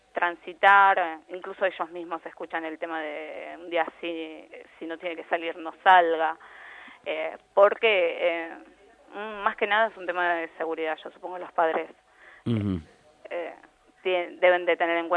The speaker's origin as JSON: {"language": "Spanish", "town": "La Reja", "region": "Buenos Aires Province", "country": "Argentina", "said": "yo soy de La Reja y allá también estaba todo anegado"}